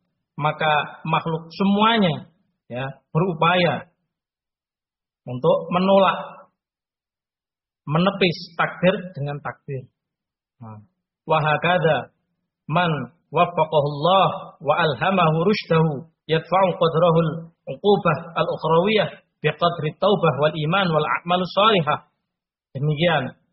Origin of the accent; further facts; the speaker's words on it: Ngawi, East Java, Indonesia; Kalau terdengar misalkan di Sragen terjadi wabah, kita orang Ngawi jangan masuk ke sana.